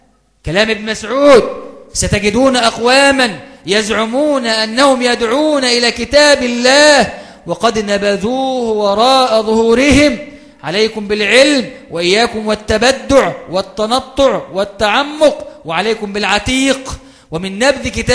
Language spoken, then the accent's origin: Arabic; Egypt; التي أصابت بلادنا مصر في هذه الأيام